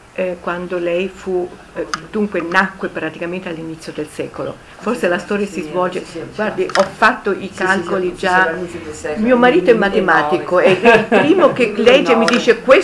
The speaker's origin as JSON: {"language": "Italian", "town": "Rome", "region": "Lazio", "country": "Italy", "said": "io vengo da Roma e a casa mia avevamo il bagno"}